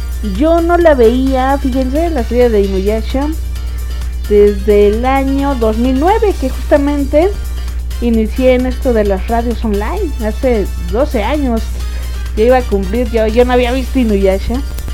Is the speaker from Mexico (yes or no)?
yes; Mexico; como buena mexicana, ¿verdad? Llegando a trabajar.